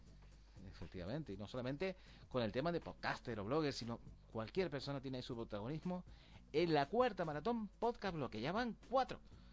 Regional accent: Canary Islands, Spain; Es que somos canarios y tenemos esta forma de hablar, así como somos.

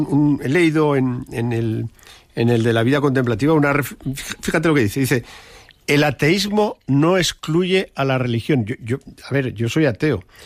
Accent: Barbastro, Aragon, Spain; recuerdo en mi pueblo en Barbastro, decía mi madre

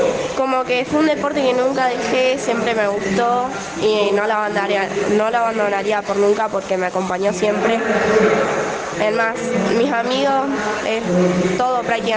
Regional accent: Sarmiento, Chubut, Argentina; Soy de Sarmiento, tengo 14

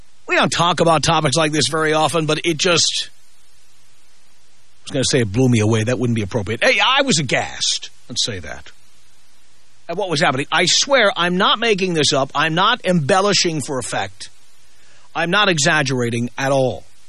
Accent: California, United States; And as a Californian, you really see this.

